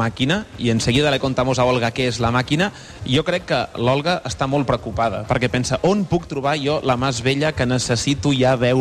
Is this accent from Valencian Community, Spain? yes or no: no; Catalonia, Spain; yo soy catalán, vosotros de Madrid